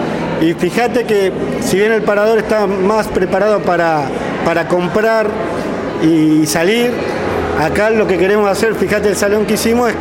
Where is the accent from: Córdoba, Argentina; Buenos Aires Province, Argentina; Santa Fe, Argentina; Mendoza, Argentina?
Buenos Aires Province, Argentina; Lobos; ellos están más seguido en Cañuelas, yo soy de Lobos